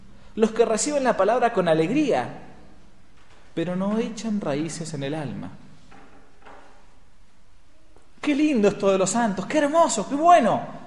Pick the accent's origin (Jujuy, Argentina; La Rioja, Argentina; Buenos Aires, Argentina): Buenos Aires, Argentina; now in San Rafael, Argentina; De donde yo vengo, en Buenos Aires, uno cava un poco y fácilmente llega al medio metro de tierra.